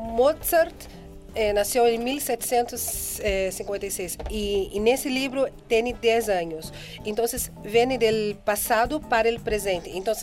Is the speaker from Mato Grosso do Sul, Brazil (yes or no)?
no; Mogi das Cruzes, São Paulo, Brazil; now in Austria; Bueno, soy de Brasil, pero vivo en Austria.